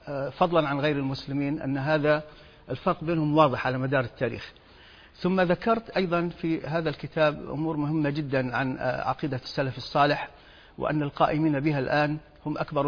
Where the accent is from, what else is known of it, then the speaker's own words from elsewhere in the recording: Kuwait; moved away as an adult; also born or lived in Europe; now in United States; تركت الكويت، أنا ولدت في الكويت وعشت فيها حتى أنهيت الثانوية، ثم ذهبت إلى أوروبا للدراسة ثم أمريكا. من حد يعني من حيث وصلت إلى أمريكا سنة 1980